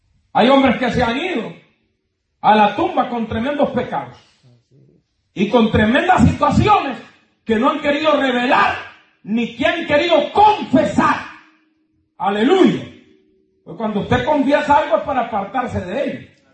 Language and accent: Spanish; Honduras; estando yo en mi país, que es Honduras, hermano, lo voy a mencionar, porque soy de allá